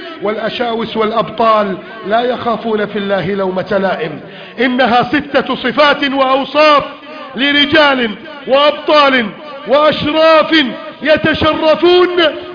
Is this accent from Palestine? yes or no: no; Egypt; يا رب بلدنا مصر نستودعك إياها